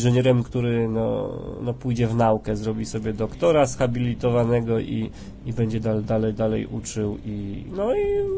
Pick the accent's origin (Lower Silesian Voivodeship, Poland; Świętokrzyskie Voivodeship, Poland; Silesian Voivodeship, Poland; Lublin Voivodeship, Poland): Świętokrzyskie Voivodeship, Poland; U nas w Świętokrzyskim najbardziej obleganym takim turystycznym miejscem jest Bałtów